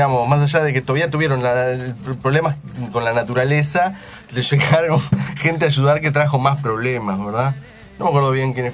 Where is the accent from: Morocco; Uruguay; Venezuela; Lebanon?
Uruguay; Vos decís que pensarán que todos somos los uruguayos seamos iguales.